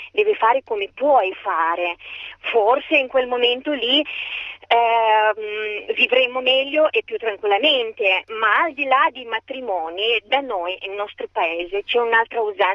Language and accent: Italian; Moldova; Italian is a second language; now in Italy; io non sono italiana, vengo dalla Moldavia.